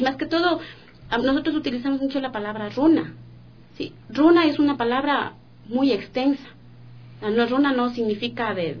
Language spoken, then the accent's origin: Spanish; Quito, Pichincha, Ecuador; Yo también soy de Quito, soy de la parte de la Mariana de Jesús. Mis padres fueron de... mis abuelitos fueron de Calderón, de parte de mi madre.